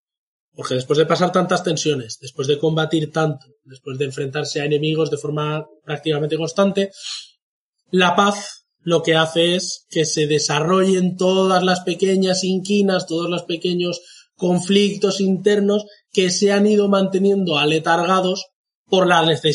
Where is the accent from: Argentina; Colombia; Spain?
Spain; Al menos creo que es nuestro deber como españoles.